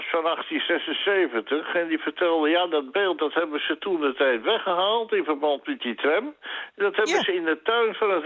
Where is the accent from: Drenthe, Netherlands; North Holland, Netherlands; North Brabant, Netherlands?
North Holland, Netherlands; Amsterdam; Tenminste, dat was in mijn tijd toen ik nog Amsterdammer was. Want ik ben zelf ook Amsterdammer